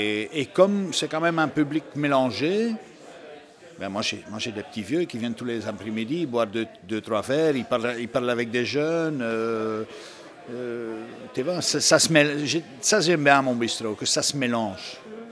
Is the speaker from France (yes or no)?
no; Flanders, Belgium; moved away; Moi, j'ai quitté la Flandre. Si je suis ici, c'est parce que quelque part, je ne me sentais pas vraiment... Parce que quand moi, je suis arrivé ici, tout le monde disait, ah, le flamand est comme ça